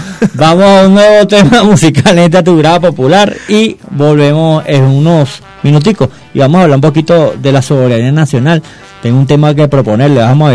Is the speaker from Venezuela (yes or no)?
yes; Venezuela; de una nación realmente soberana como somos los venezolanos